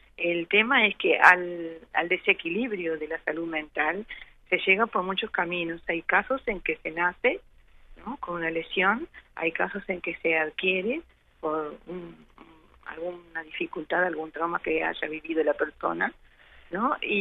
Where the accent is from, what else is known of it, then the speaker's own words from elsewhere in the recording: Uruguay; poder sentirnos como uruguayos